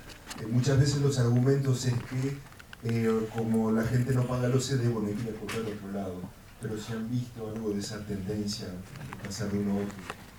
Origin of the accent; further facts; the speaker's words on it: Uruguay; soy de Uruguay también.